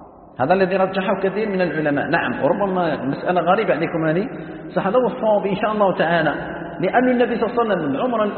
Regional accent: Algeria; هو يسكن في مكه وانا نسكن في الجزائر

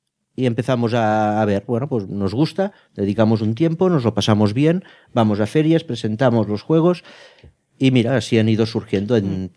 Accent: Roquetas, Catalonia, Spain; No, nosotros somos de Tortosa, bueno, de Roquetas. Ah. Cerca del Delta del Ebro.

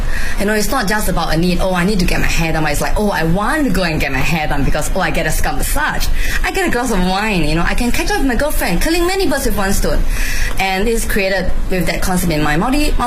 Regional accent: Singapore

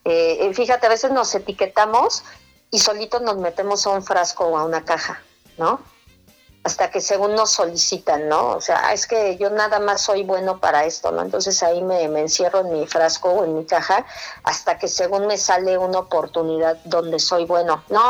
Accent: Ciudad Satélite, State of Mexico, Mexico; yo soy mexiquense, entonces, de satélite. Pero yo quiero mucho el Estado de México.

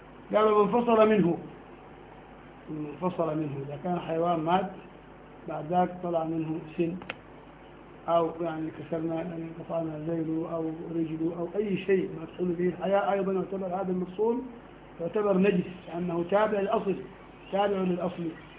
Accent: Sudan; نحن قديما عندنا في السودان كان في مخدات من ريش النعام

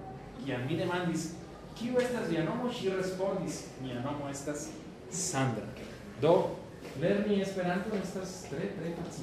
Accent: Baja California, Mexico; now in Mexico City, Mexico; ya este año voy a tener 11 años en esta ciudad. No, no soy chilango porque no hablo como chilango y no soy ya cachanilla, porque ya tampoco casi hablo como cachanilla.

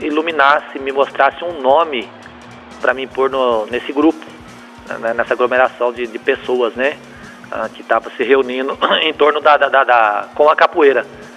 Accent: São Carlos, São Paulo, Brazil; born there; aqui no bairro onde eu nasci, na Vila Elizabeth, próximo a Tapete de São Carlos ali, né, eu nasci ali.

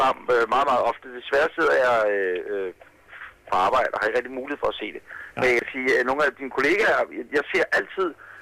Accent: Ølstykke, Capital Region of Denmark, Denmark; ude i Ølstykke, hvor jeg kommer fra.

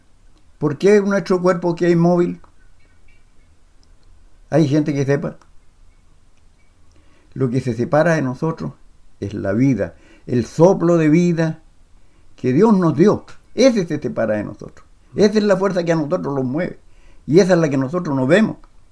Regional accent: Quemchúes Bajo, Chile; de la localidad de Quemchúes Bajo. Uh-huh. … Mi padre, de descendencia italiana

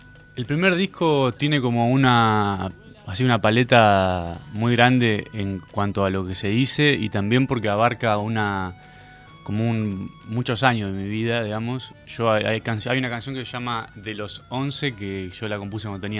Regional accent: Saladillo, Buenos Aires Province, Argentina; Saladillo, somos amigos, fuimos juntos al jardín, digamos.

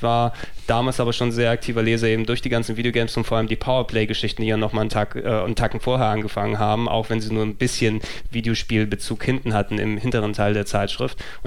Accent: Hamburg, Germany; Ich bin Hamburger durch und durch.

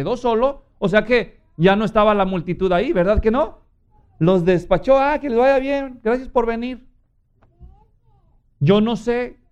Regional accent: Guadalajara, Jalisco, Mexico; yo crecí en Guadalajara, yo soy mexicano y crecí católico. Guadalajara es una gran ciudad, millones de habitantes.

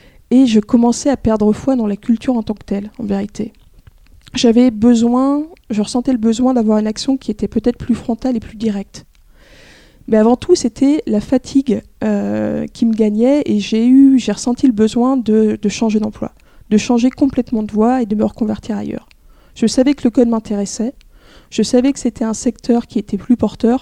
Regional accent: Rennes, Brittany, France; je suis née à Rennes, où j'ai passé une grande partie de mon enfance et de ma jeunesse jusqu'à mes 20 ans.

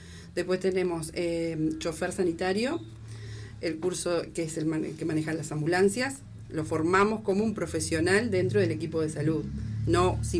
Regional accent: Tupambaé, Cerro Largo, Uruguay; also born or lived in Montevideo; Pero volví en el 2013. O sea que viví muchos años en Montevideo. Y decidí volver acá a mi pueblo, a mi departamento en realidad, pues yo soy de Tupambaé, no soy de acá de Melo.

